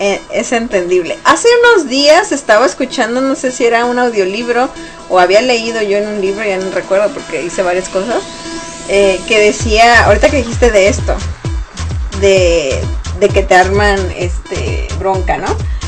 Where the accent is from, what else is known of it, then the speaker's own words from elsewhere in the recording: Sonora, Mexico; La mayoría de la gente que conoce a personas que son del estado donde soy yo, de Sonora, pues conocen de la carrilla, ¿no?